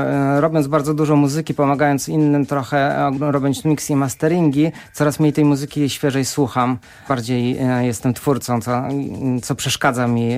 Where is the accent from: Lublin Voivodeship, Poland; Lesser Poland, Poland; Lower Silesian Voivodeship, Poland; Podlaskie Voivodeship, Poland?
Lower Silesian Voivodeship, Poland; Wrocław; ponieważ jestem z Wrocławia